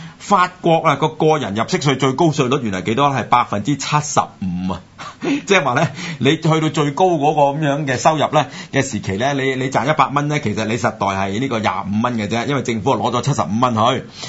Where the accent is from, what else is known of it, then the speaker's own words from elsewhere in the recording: Hong Kong; 咁但呢個嚟講呢又值得我哋香港人又考慮啦